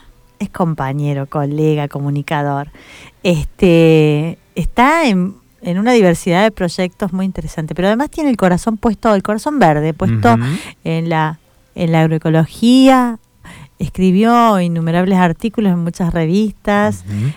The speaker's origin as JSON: {"language": "Spanish", "region": "Jujuy", "country": "Argentina", "said": "Viste, si bien yo soy jujeño, pero me sale la colonia."}